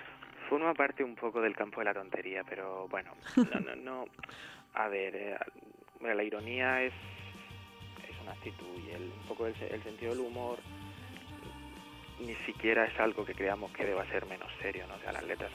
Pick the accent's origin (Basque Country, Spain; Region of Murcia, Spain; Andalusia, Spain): Region of Murcia, Spain; Murcia; nosotros que somos de Murcia, igual en Vigo no nos conocen